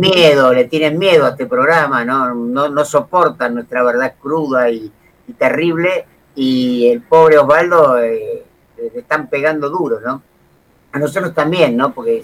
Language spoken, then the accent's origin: Spanish; Argentina; Para eso somos argentinos y masoquistas.